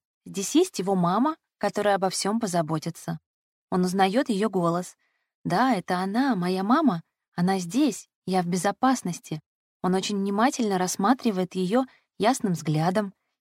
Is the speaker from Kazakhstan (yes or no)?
no; Khabarovsk, Khabarovsk Krai, Russia; Я сама из Хабаровска